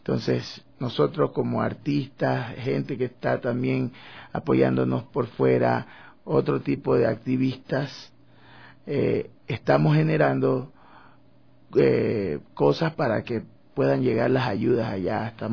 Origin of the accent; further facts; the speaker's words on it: Esmeraldas, Ecuador; Entonces, bueno, luego regresé a mi pueblo, a Esmeraldas.